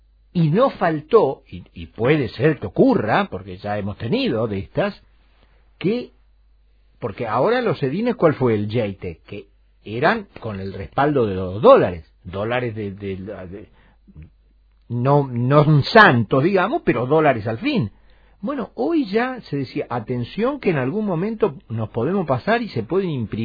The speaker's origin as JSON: {"language": "Spanish", "country": "Argentina", "said": "Porque yo soy argentino y yo tengo que ser original."}